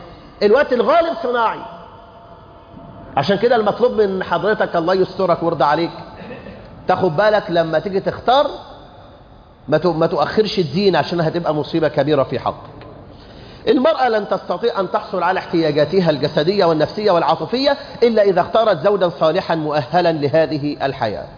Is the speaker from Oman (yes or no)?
no; Egypt; إن عندنا في مصر الآن مش ألوف